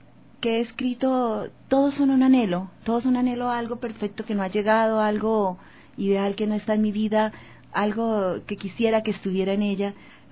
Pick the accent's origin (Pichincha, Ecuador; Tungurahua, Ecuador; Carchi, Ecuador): Carchi, Ecuador; Tulcán; Pues soy de frontera, soy de Tulcán, mi madre es colombiana de Ipiales, soy ciudadana del mundo.